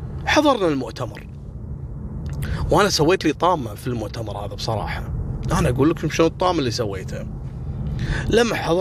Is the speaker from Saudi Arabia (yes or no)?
no; Kuwait; أن جابوا 3 شركات عندنا في الكويت، شركات اتصالات كبيرة